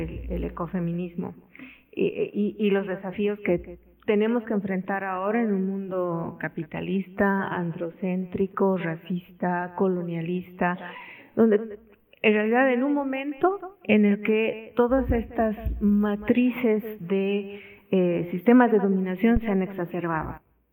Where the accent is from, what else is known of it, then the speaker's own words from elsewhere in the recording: Bolivia; Yo soy boliviana, vivo en La Paz